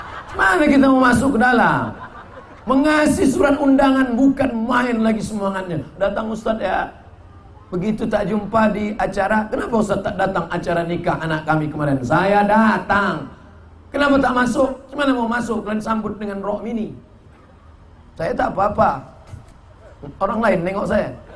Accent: Riau, Indonesia; Ketika bicara, saya dari Riau

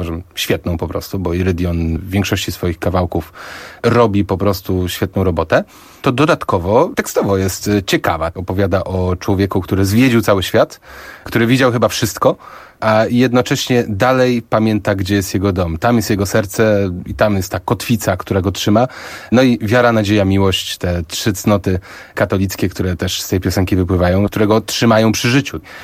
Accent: Gdynia, Pomeranian Voivodeship, Poland; pochodzę z Gdyni, tak, jestem związany.

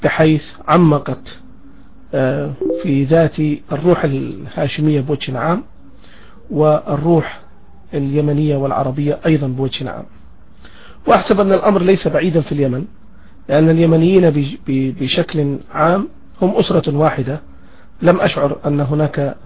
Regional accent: Taif, Makkah Province, Saudi Arabia; فرضت علينا الظروف أن نعيش في مدينة الطائف كما يعلم الجميع بطحا كبيرا من الزمن، وأنا ولدت في مدينة الطائف في عام 1967

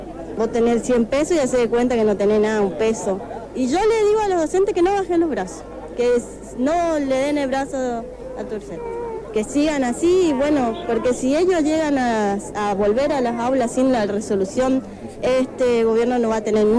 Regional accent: Garupá, Misiones, Argentina; no, yo vengo, si soy de Garupá

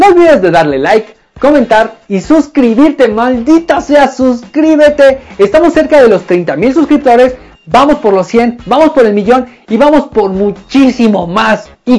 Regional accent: Mexico; de nosotros como mexicanos

